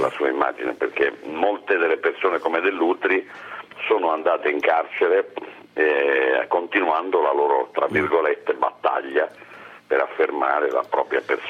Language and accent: Italian; Apulia, Italy; sono le cose che mi hanno generato, che mi hanno dato entusiasmo, che sono la mia terra, la mia regione.